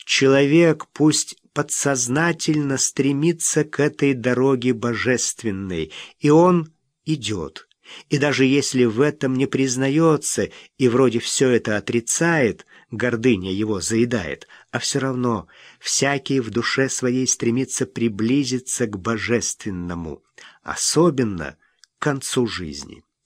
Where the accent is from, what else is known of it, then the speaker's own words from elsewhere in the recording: Tsugol, Zabaykalsky Krai, Russia; Все детство мое прошло в Забайкалье, в Читинской области, в бурятском поселке Цугульский Дацан. Его еще называют для краткости Ц-Дацаном.